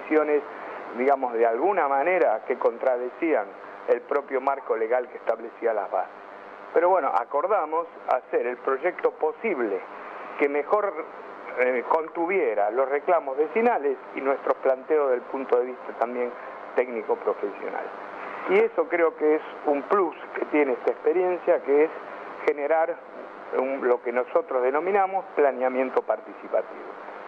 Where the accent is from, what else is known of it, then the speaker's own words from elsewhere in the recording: Buenos Aires, Argentina; yo a nivel personal vivo en Caballito, soy de Caballito, soy hincha de Ferro